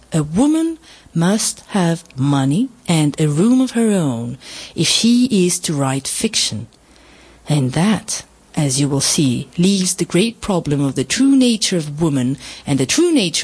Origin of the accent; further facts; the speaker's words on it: France; que soy francesa de familia y ascendencia peruana.